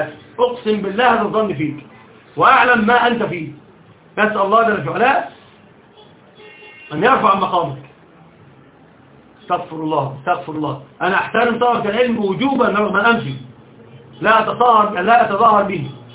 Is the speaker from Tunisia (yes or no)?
no; Alexandria, Alexandria Governorate, Egypt; الأصل أنا صعيدي أصالة، وطبعا أنا ما أعرفش حاجة عن الصعيد، أنا أصل كل شيء حياتي كلها في الإسكندرية